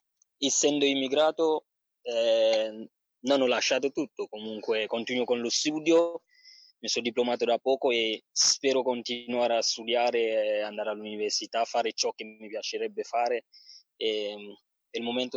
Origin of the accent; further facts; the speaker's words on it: Cameroon; Italian is a second language; now in Salerno, Italy; Allora, vengo dal Camerun